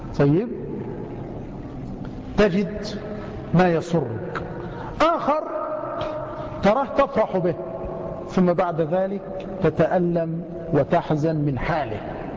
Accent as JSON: {"language": "Arabic", "country": "Egypt", "said": "مع أن الجزر والسماك عندنا في مصر يعني منيرات"}